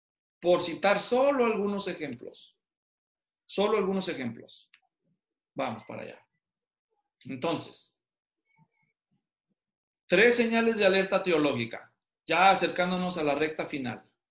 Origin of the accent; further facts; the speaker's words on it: Guadalajara, Jalisco, Mexico; yo soy de Guadalajara, así que cuando yo viví en Guadalajara y hice ministerio en Guadalajara